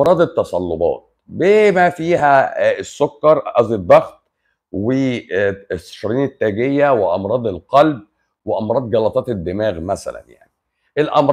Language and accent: Arabic; Upper Egypt, Egypt; مصر جميله، مصر جميله. بص انا من الصعيد